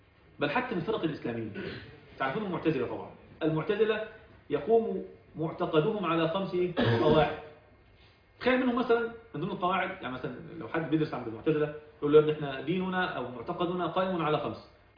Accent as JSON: {"language": "Arabic", "country": "Egypt", "said": "انا مصري يا زيكم يا جماعة"}